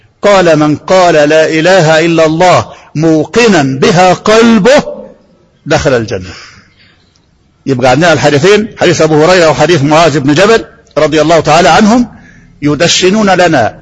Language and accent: Arabic; Egypt; احنا طبعا مصريين